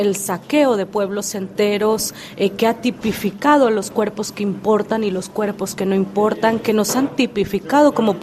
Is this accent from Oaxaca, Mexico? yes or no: yes; Oaxaca, Mexico; Spanish is a second language; Sí, la lengua de mi pueblo es la lengua Angpong. Es de Shengitin, Awindeca, Pendeca, Yomadeca, desde Ampensame, Tecange, Oaxaca, México.